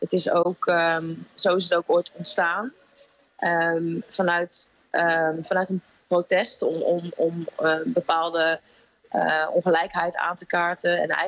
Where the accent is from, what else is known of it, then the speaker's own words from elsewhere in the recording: North Brabant, Netherlands; Nou, ik ben opgegroeid in Brabant.